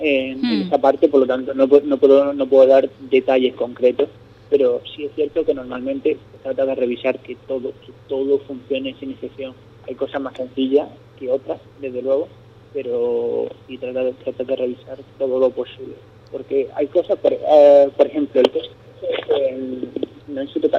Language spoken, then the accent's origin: Spanish; Spain; son pilotos españoles y como español, pues uno tiene ese sentimiento